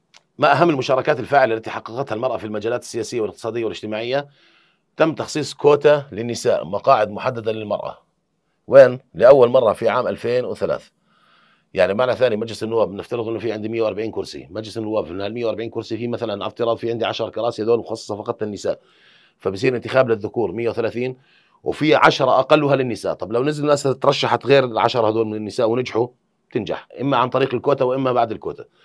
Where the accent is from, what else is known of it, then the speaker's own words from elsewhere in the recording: Jordan; الإدارة عندنا إدارة الأزمات اللي موجودة عندنا في الأردن